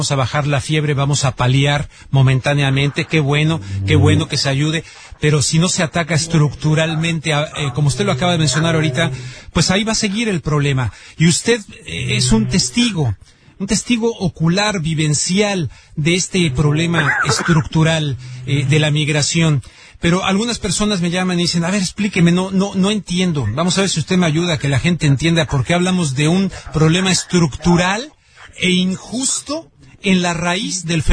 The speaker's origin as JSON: {"language": "Spanish", "country": "Mexico", "said": "Yo les ofrecí disculpas a ellos como mexicano"}